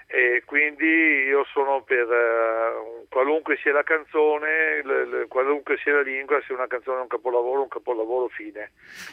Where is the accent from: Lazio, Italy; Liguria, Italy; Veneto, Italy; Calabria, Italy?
Veneto, Italy; Vicenza; also born or lived in Asolo; io che sono nato ad Asolo, però sono asiaghese, insomma, sono asiaghese e sono cresciuto a Vicenza.